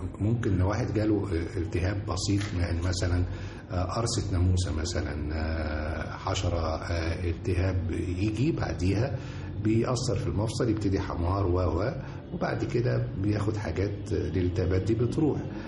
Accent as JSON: {"language": "Arabic", "country": "Egypt", "said": "برغم الشمس الساطعة اللي عندنا في مصر دي"}